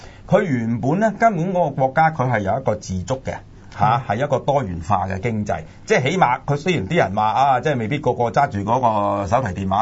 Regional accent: China; 就係我哋中國人嚟嘅

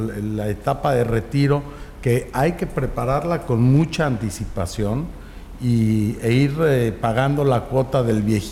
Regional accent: Mexico; born there; pues lo tenemos que hacer nosotros, gente que nacimos en México.

